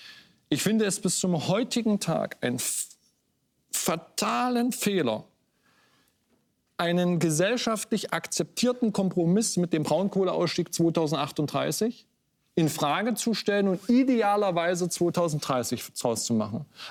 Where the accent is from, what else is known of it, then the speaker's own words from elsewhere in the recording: Saxony-Anhalt, Germany; wenn ich in meiner Heimat unterwegs bin, bei mir in Ostdeutschland, in Sachsen-Anhalt